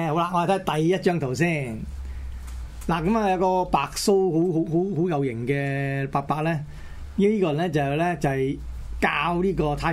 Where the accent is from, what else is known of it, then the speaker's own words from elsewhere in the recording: To Kwa Wan, Hong Kong; 我哋細個嗰陣喺香港都見過